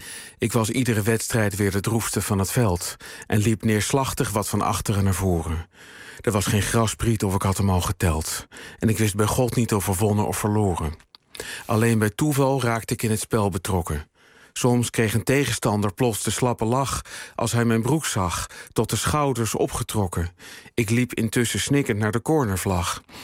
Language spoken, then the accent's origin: Dutch; Utrecht, Netherlands; Nee, weet je, ik kom uit Utrecht.